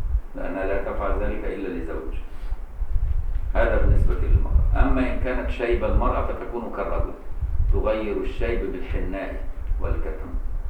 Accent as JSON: {"language": "Arabic", "country": "Egypt", "tie": "born or raised there", "said": "بان انا مصري وعايش في مصر طول عمري"}